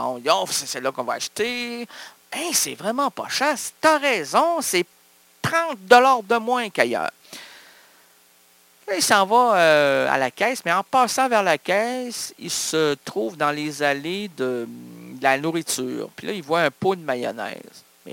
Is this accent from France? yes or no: no; Quebec, Canada; On est heureux, on est des Québécois!